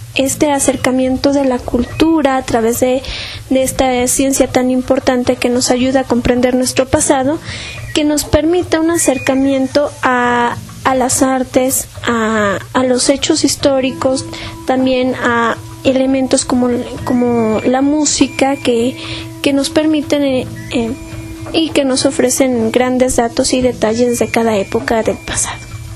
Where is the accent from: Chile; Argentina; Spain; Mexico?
Mexico; somos mexicanos porque tenemos ciertos elementos que la historia nos ha ofrecido